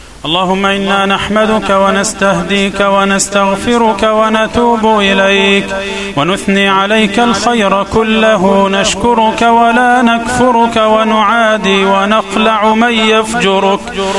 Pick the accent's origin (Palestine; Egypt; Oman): Egypt; اللهم اجعل بلدنا مصر أمنا أمانا، سخاء رخاء